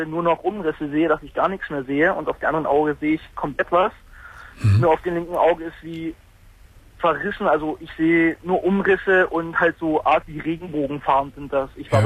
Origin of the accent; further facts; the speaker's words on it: eastern Germany, Germany; ich komme normalerweise aus der DDR drüben.